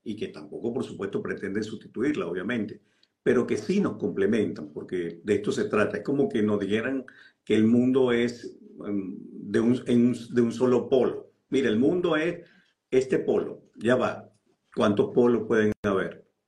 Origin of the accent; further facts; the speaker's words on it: Venezuela; Ahora me toca ir a mi país de origen, justamente, que es Venezuela.